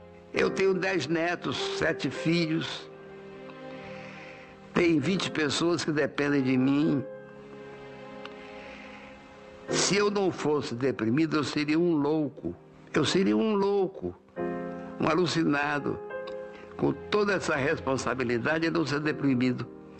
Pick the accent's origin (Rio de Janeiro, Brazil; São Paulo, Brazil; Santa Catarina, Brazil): Rio de Janeiro, Brazil; also born or lived in Fortaleza; E a minha infância no Rio de Janeiro, dos 9 aos 15, foi péssima.